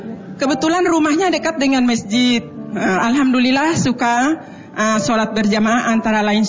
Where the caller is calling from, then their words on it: Tangerang, Banten, Indonesia; Dari Perumnas 2 Karawaci, Tangerang.